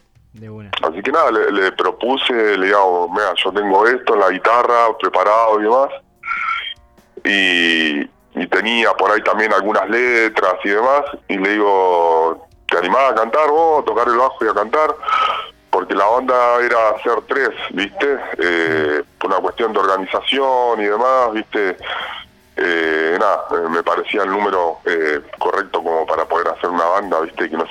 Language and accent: Spanish; General Roca, Río Negro, Argentina; now in San Carlos de Bariloche, Argentina; yo no soy acá de Bariloche, soy de Friske Menuco, de Roca. Vivo acá hace muchos años